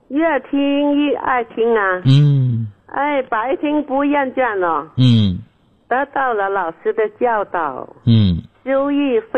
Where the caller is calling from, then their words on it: Guangzhou, Guangdong, China; 我是广州的学员，新学员呐、啊。我今年是79岁了。